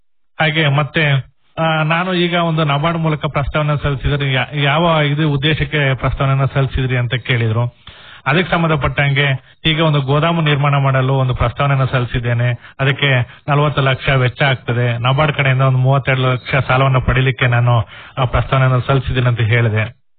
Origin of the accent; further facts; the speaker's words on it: Alur, Karnataka, India; ಮೂಲತಃ ನಂದು ಭೈರಪ್ಪರ, ಆಲೂರು ತಾಲೂಕು. ನಾವು ಅಲ್ಲಿಂದ ನಾನು ಸಕಲೇಶ್ಪುರ ತಾಲೂಕಲ್ಲಿ ವಂಗಳ ಕೋಪರೇಟಿವ್ ಸೊಸೈಟಿನಲ್ಲಿದ್ದೆ, ಅಲ್ಲಿಂದ ಸಕಲೇಶ್ಪುರ ತಾಲೂಕಲ್ಲಿ ಹೊಸೂರಲ್ಲಿದ್ದೆ.